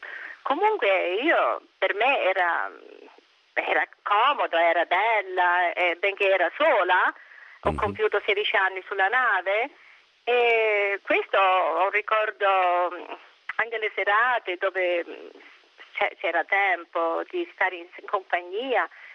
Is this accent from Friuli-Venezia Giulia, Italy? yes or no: no; Monteferrante, Abruzzo, Italy; born there; Io sono nata allora a Monteferrante, provincia di Chieti, in Abruzzo.